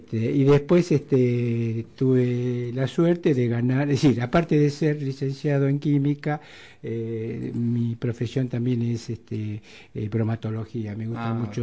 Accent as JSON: {"language": "Spanish", "town": "Caseros", "region": "Buenos Aires Province", "country": "Argentina", "tie": "born or raised there", "said": "Cuando nací yo, al año, mi papá se va a Caseros, Así que yo tengo 74 años de casero, caserino. Partido 3 de febrero. Ahí es mi lugar"}